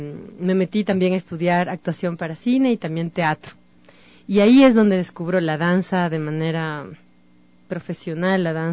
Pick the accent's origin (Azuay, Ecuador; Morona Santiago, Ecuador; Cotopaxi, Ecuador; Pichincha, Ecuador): Cotopaxi, Ecuador; Yo vengo de la provincia de Cotopaxi, en donde está el danzante. crecemos con las fiestas populares